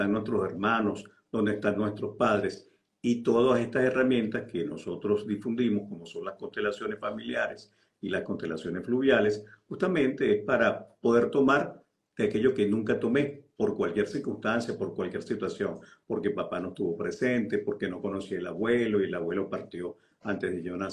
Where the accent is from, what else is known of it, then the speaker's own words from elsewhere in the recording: Venezuela; Ahora me toca ir a mi país de origen, justamente, que es Venezuela.